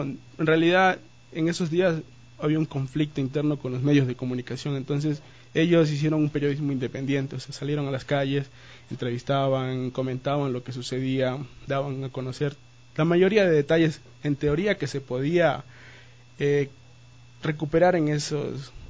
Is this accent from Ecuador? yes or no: yes; San Lorenzo, Esmeraldas, Ecuador; Yo también soy de provincia, también soy de Esmeraldas, de San Lorenzo.